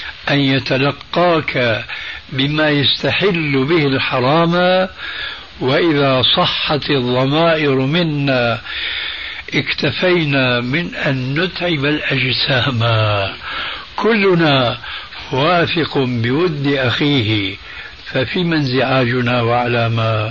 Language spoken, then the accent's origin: Arabic; Damascus, Damascus Governorate, Syria; هذه منطقة اسمها عندنا في الشام الحريقة